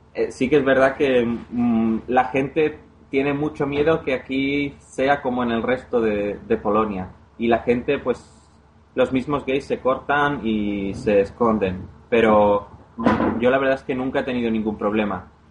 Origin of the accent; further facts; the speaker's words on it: Andalusia, Spain; si te vas, por ejemplo, a Andalucía, de donde yo soy, pues la verdad es que puede ser como si estuvieras viviendo en un pueblo de Polonia.